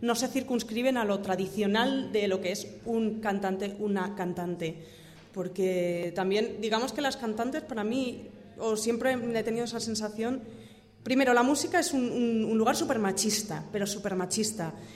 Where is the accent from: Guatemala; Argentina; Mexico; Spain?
Spain; Valencia, Valencian Community; now in Granada, Spain; Yo me vine aquí por casualidades, yo soy de Valencia, y me vine aquí por casualidades de la vida, me quedé aquí